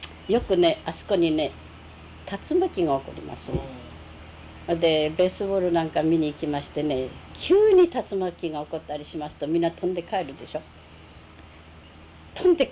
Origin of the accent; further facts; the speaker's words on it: Tohoku, Japan; でも私たち東北人ですから、つららには慣れておりますね。寒さには大丈夫でしたね。